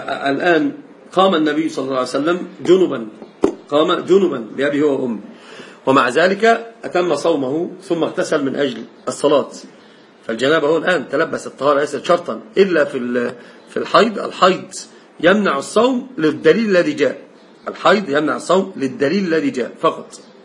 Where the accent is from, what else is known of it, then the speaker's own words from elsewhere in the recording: Egypt; عندنا في مصر لف ودوران